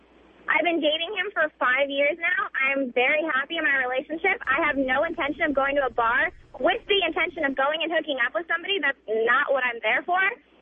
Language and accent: English; California, United States; Where am I from? California. Somewhere that you're not.